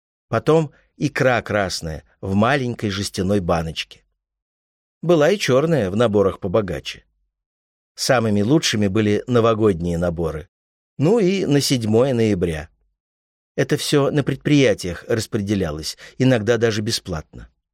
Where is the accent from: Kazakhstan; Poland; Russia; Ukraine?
Russia; Ural; Ну, вот у нас была традиция, потому что мы с Урала, лепили всей семьей для гостей пельмени.